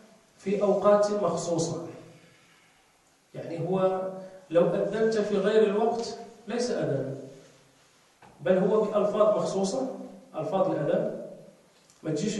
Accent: Morocco; والحمد لله احنا عندنا في المغرب هذا، عندنا هذا الترجيع

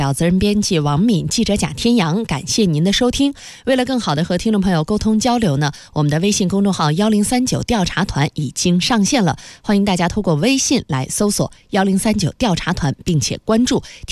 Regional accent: Daxing, Beijing, China; 我的家乡大兴是古老的，它有近900年的历史，同时我的家乡大兴也是崭新的。

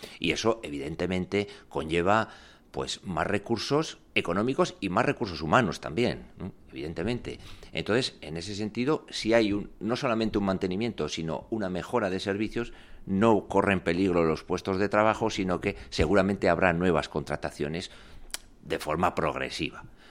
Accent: Navarre, Spain; Yo soy navarro de nacimiento y de familia y hablo euskera también por familia.

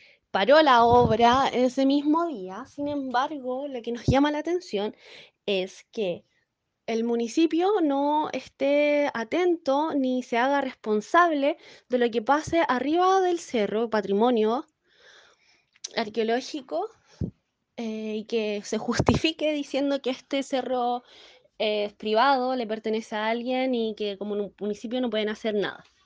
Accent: Rancagua, O'Higgins, Chile; soy de Rancagua

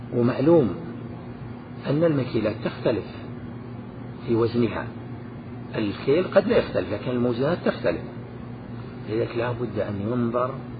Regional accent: Najd, Saudi Arabia; مثلا الصاع عندنا في نجد يزيد على صاع

